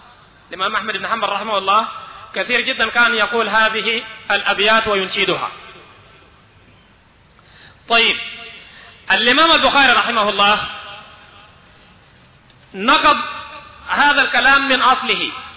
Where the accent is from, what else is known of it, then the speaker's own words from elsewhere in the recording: Sudan; عندنا في السودان